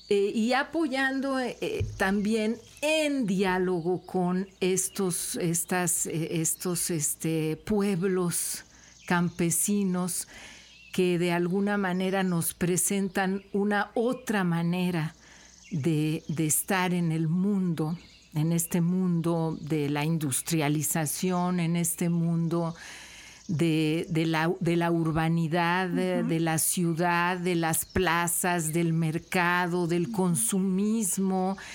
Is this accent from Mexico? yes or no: yes; Mexico City, Mexico; born there; moved away as an adult; now in Xalapa, Mexico; Veracruzana desde hace muchos años, de hecho más de 30. Desde que llegué a Jalapa, yo nací en la Ciudad de México. Ahí estudié en la Universidad Nacional Autónoma de México